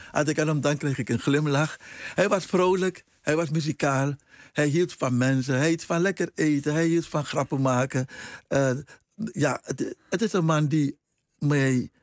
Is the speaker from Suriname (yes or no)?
yes; Paramaribo, Suriname; Maar in mijn jeugd in Paramaribo, dat was één gezellige boel.